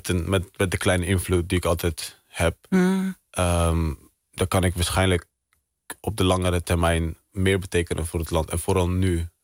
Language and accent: Dutch; Netherlands; Ik heb hier gestudeerd, ik ben hier opgegroeid.